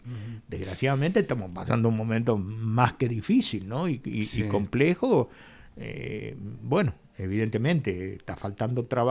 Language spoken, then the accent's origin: Spanish; Argentina; es un tema que de cualquier manera nosotros, bien como argentino